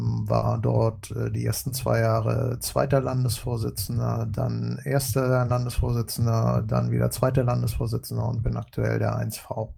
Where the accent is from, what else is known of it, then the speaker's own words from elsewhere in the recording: Schwerin, Mecklenburg-Vorpommern, Germany; moved away as an adult; now in Hamburg, Germany; Ich bin ebenfalls in Mecklenburg-Vorpommern geboren, in Schwerin aufgewachsen und vor knapp 13 Jahren nach Hamburg gekommen. Bei mir war es eher so als Liebesemigrant, das heißt, ich habe hier meine Frau kennengelernt.